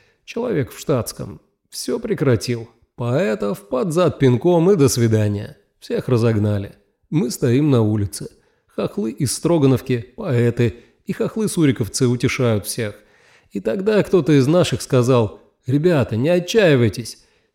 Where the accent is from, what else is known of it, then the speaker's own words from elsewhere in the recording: Sevastopol, Crimea, Ukraine; А я сам из Севастополя, учился в Симферополе.